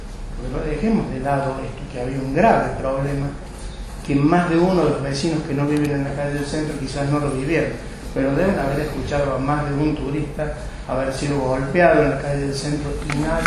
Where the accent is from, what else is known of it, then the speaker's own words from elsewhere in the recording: Capilla del Monte, Córdoba, Argentina; born there; Yo soy nacido en Capilla del Monte.